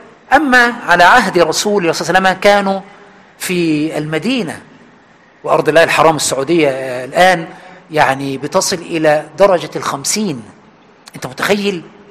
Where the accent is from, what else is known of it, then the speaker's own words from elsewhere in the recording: Aswan, Aswan Governorate, Egypt; moved away; حتى عندنا في أسوان عندما آخر مرة رحتها من حوالي 10 سنين